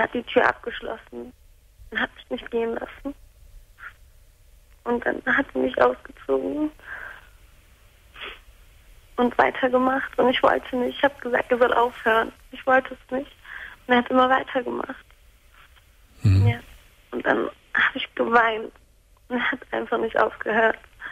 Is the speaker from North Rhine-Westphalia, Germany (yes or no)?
yes; Kleinbremen, North Rhine-Westphalia, Germany; Bei uns in Kleinbremen, dass so, wenn man das einen erzählt, dann wissen das einfach alle.